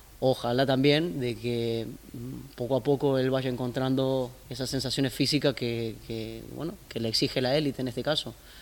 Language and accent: Spanish; Argentina; Somos varios argentinos